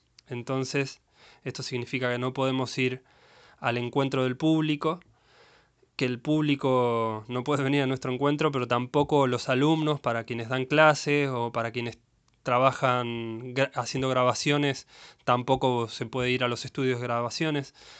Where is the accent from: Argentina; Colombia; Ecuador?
Argentina; Mar del Plata, Buenos Aires Province; soy músico de Mar del Plata.